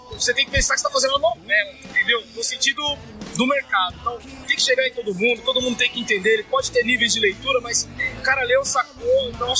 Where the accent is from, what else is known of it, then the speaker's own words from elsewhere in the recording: São Paulo, Brazil; Eu sou lá da Zona Leste, sou maloqueiro da quebrada e é diferente, diferente.